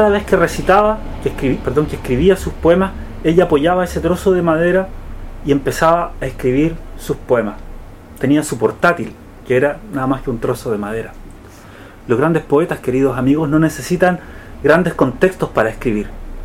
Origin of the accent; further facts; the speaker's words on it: Chile; a los que ya me ubican saben que yo vengo de Chile